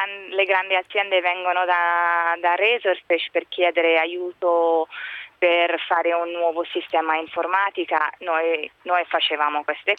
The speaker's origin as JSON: {"language": "Italian", "region": "Dubai", "country": "United Arab Emirates", "tie": "born or raised there", "lives_now": "New York, United States", "said": "Io praticamente sono cresciuta a Dubai"}